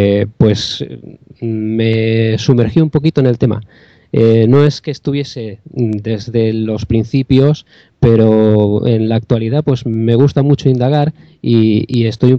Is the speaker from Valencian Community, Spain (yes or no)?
yes; Llíria, Valencian Community, Spain; soy de Llíria, que es una ciudad que está cerquita de Valencia, la llaman la ciudad de la música.